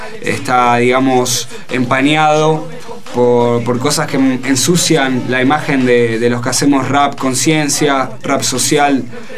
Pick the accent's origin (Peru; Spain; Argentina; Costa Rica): Argentina; Buenos Aires; No, nada que ver, somos de Almagro.